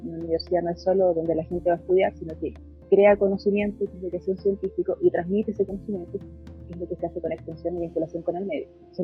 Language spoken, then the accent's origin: Spanish; Los Angeles, California, United States; yo soy de Los Ángeles, no había sido para una actividad en Los Ángeles, ahora no puedo viajar